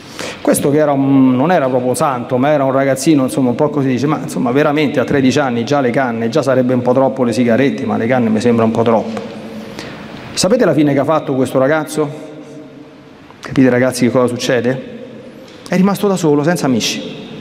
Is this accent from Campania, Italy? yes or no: no; Latina, Lazio, Italy; born there; io sono nata a Latina, è patrona dell'Agro Pontino.